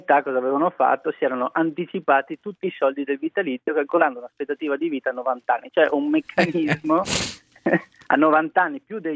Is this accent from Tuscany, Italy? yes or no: no; Trentino-Alto Adige, Italy; Io vengo per esempio dal Trentino, una provincia autonoma dove questo è già stato fatto.